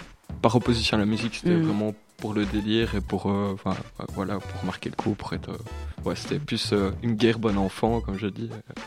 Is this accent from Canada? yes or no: no; Namur, Wallonia, Belgium; Ouais, c'est ça, je suis de Namur et tous les gens sont Namur, viennent de Namur.